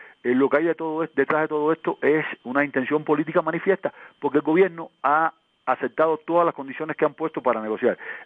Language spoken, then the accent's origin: Spanish; Cuba; A ver, yo soy cubano